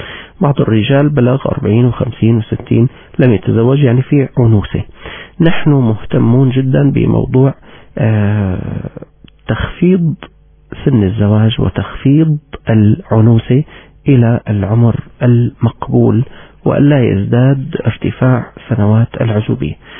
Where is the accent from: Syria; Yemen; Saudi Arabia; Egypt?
Syria; وذكرت لكم بأن مسحا صحيا أجري عندنا في سوريا في عام 2009